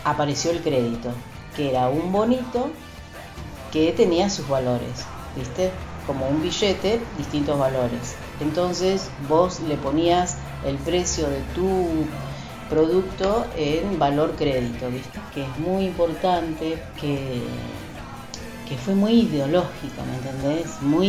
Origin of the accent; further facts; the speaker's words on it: Santa Rosa, La Pampa, Argentina; soy de aquí, de Santa Rosa.